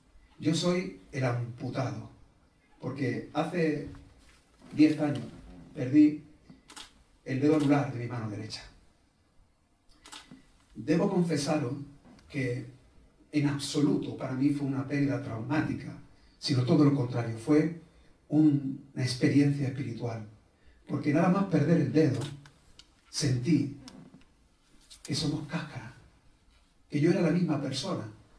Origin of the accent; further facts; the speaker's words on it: Almodóvar del Río, Andalusia, Spain; born there; Yo nací en Almodóvar del Río, un pueblo cerca de Córdoba. Yo soy el almodóvarí.